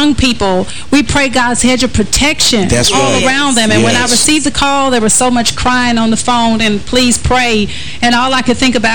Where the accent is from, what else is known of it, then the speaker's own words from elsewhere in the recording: Detroit, Michigan, United States; in my hometown of Detroit, I just have a lot of my family members are going through a lot.